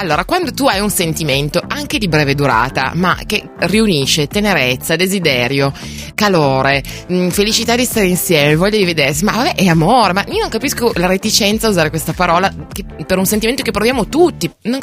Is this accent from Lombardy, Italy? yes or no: no; Piedmont, Italy; io sono piemontese